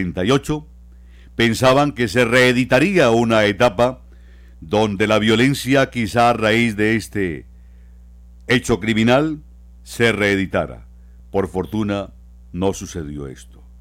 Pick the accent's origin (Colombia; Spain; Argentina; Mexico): Colombia; Bucaramanga, Santander; Desgraciadamente así somos los santandereanos, así somos los bumangueses.